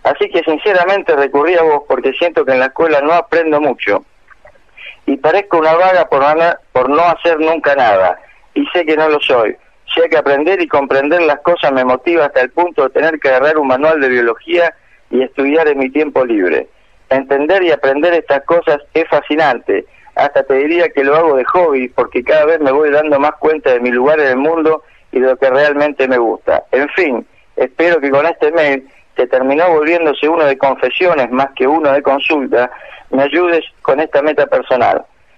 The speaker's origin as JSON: {"language": "Spanish", "town": "Rosario", "region": "Santa Fe", "country": "Argentina", "said": "soy de acá de Rosario, tengo 17 años y voy a la técnica 5, maestro mayor de obras."}